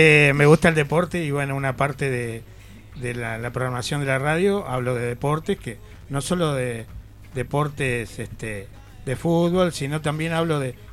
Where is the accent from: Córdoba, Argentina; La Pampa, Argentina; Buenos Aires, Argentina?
Córdoba, Argentina; Nosotros no somos argentinos, somos cordobeses.